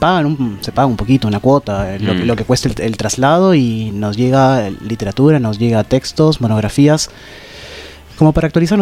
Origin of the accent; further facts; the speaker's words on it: Peru; Yo crecí en una ciudad en Perú. Uh-huh. No era chica para nada, era quizás como La Plata o tal vez un poco más grande